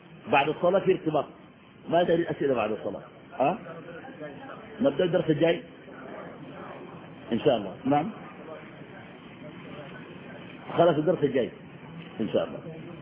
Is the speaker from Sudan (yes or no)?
yes; Sudan; نحن عندنا في السودان الناس بكرسوا